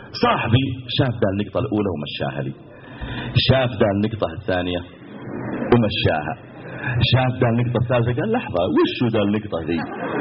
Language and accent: Arabic; Mecca, Makkah Province, Saudi Arabia; تذكرت مرة عندنا في مكة